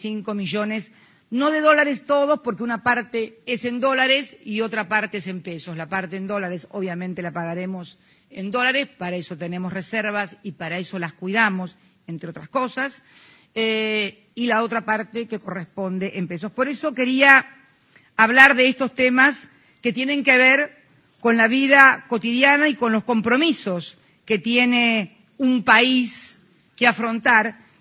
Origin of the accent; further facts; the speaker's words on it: Argentina; voy a hablar en pesos argentinos porque soy argentina.